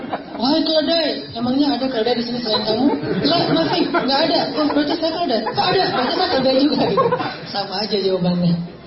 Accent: Aceh, Indonesia; Saya orang Aceh kuliah di Mesir.

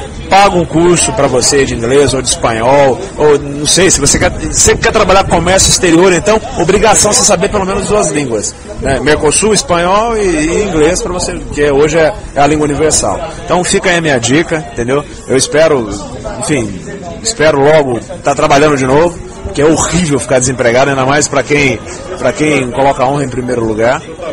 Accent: Minas Gerais, Brazil; now in São Paulo, Brazil; Pra quem não me conhece, eu sou mineiro, eu tô aqui em São Paulo há 6 meses, e eu vim pra cá justamente porque eu tinha recebido uma proposta de emprego

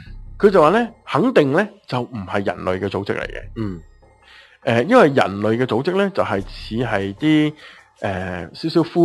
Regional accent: Hong Kong; 佢哋我哋香港人简称佢叫做蓝饭嘅

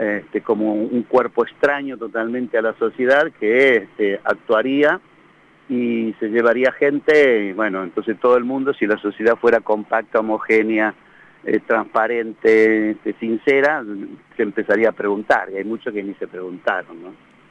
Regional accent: La Pampa, Argentina; born there; yo llegué a La Pampa en el año 45 porque nací en La Pampa.

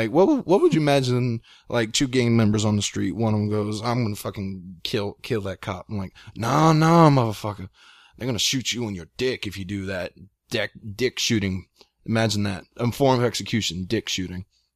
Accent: Texas, United States; I'm Texan. Hell yeah.

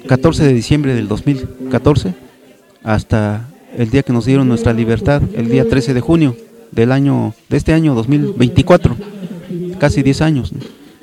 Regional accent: Xochitlán de Flores Magón, Oaxaca, Mexico; a mi pueblo de los Xochitlán de Flores Magón

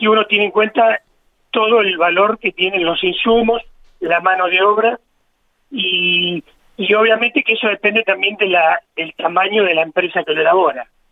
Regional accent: Mendoza, Argentina; moved away as an adult; now in La Pampa, Argentina; Dos de los socios somos mendocinos y nos vinimos a La Pampa en el año 87, así que somos más pampeanos que mendocino, porque en Mendoza tuvimos 18 años nada más y acá ya llevamos 36 años. O sea que somos pampeanos adoptados

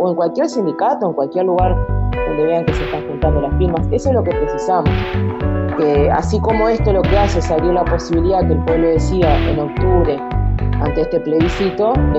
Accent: Uruguay; como todo uruguayo sabemos que en los últimos 2 meses es cuando van a aparecer todas las firmas

